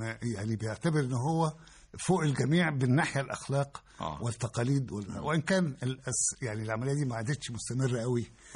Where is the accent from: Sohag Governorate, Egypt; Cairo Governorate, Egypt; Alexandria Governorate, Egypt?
Alexandria Governorate, Egypt; Alexandria; also born or lived in Sahel Selim, Asyut; الإسكندرية كنشأة، إنما أنا أساسا من أسيوط، ساحل سليم.